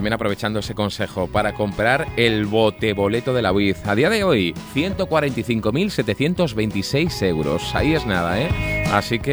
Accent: Cartagena, Region of Murcia, Spain; Me voy hasta Orihuela, soy de Cartagena y me llevo un boleto

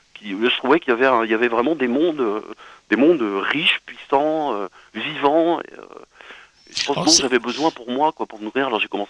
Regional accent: Lanester, Brittany, France; also born or lived in Quimper; moi je suis né à Quimper, mais j'ai vécu jusqu'à l'âge de 7 ans à Lanester, justement à côté de Lorient, dans un quartier où tout allait très bien.

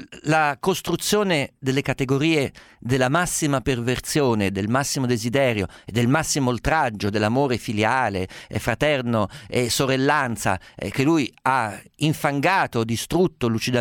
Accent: Sicily, Italy; non posso dire le mie coordinate geografiche d'origine alla radio, sennò mi vengono da fuoco a casa dei genitori, però sono di Sicilia

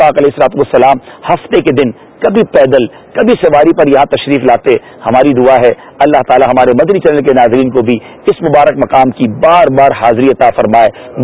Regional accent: Karachi, Sindh, Pakistan; ہم باب المدینہ کراچی سے ہیں.

